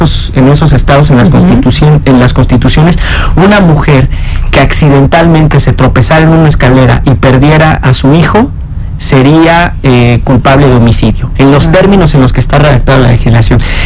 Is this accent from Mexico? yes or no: yes; Veracruz, Mexico; yo soy veracruzano